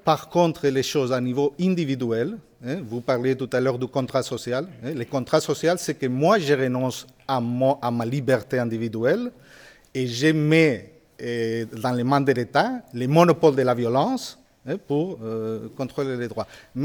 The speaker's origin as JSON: {"language": "French", "country": "Spain", "second_language": "French", "said": "Moi je suis espagnol."}